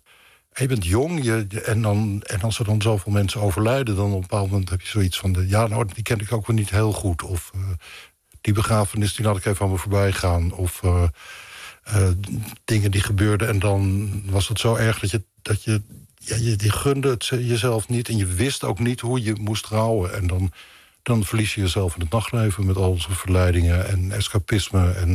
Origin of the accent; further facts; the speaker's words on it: Leiden, South Holland, Netherlands; born there; Ik ben helemaal niet geboren in Rotterdam, maar geboren in Leiden.